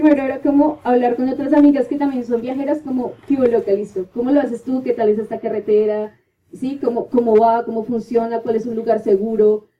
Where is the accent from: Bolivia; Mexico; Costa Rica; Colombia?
Colombia; por el contexto en el que estoy y en el que crecí, que es acá en Colombia